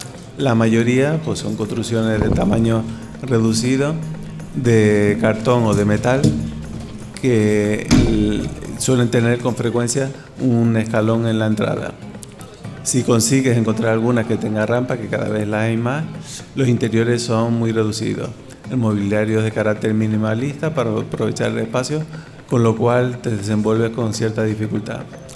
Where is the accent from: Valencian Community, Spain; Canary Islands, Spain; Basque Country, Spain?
Canary Islands, Spain; also born or lived in Seville; soy originario de Canarias, pero por circunstancias personales, académicas y profesionales, terminé en Sevilla durante una etapa de mi vida.